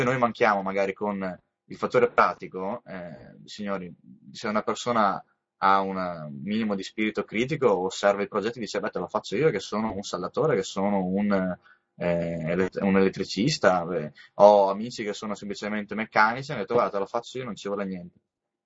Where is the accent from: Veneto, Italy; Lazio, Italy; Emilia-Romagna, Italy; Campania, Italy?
Veneto, Italy; Padua; Io sono di Padova, e ho la possibilità comunque di muovermi nell'hinterland, nella zona al massimo del Trevigiano.